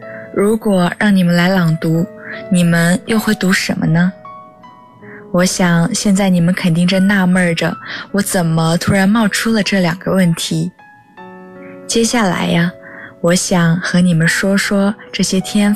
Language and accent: Chinese; Hangzhou, Zhejiang, China; now in Nanjing, China; 来自浙江杭州，我在南京大学，距离我的家乡286公里。